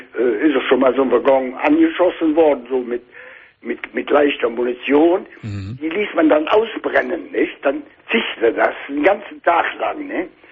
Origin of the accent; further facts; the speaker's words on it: Bensberg, North Rhine-Westphalia, Germany; Ja, ich bin ja aus Bensberg, ne?